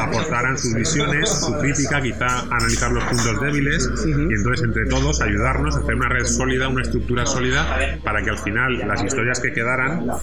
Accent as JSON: {"language": "Spanish", "region": "Valencian Community", "country": "Spain", "said": "todos los artistas desde el inicio somos valencianos"}